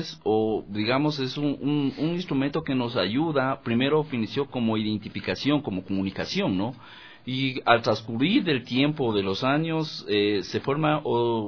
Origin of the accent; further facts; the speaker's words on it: La Carolina, Imbabura, Ecuador; also born or lived in Ibarra; Esto es la parroquia La Carolina, provincia de Imbabura. Ahí inicié yo, ¿no? A pesar de que yo nací en Ibarra, pero crecí parte de mi niñez y juventud, de mi adolescencia, en el pueblito, en el caserío del Milagro.